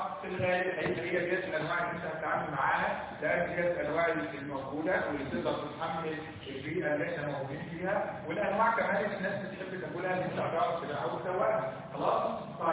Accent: Egypt; احنا عارفين ان احنا كلنا كلنا اللي احنا مصريين ان احنا كلنا مصريين

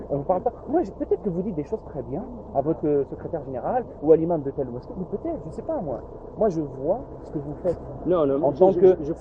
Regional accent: Algeria; Moi, je suis algérien.

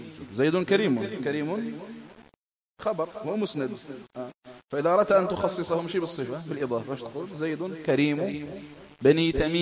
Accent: Algeria; علماء بلادنا الجزائر خصوصا

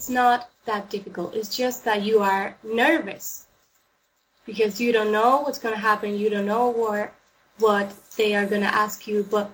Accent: Spain; English is a second language; It's a huge problem here in Spain. I don't know why, but we are li

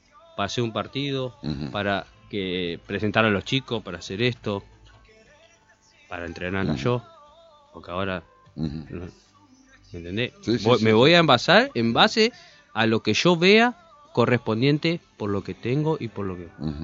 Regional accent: Argentina; Somos argentinos, tenemos al mejor del mundo

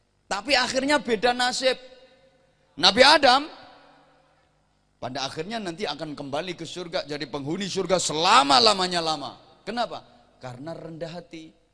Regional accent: Bojonegoro, East Java, Indonesia; Kayak adhan khas daerah saya, daerah Bojonegoro.

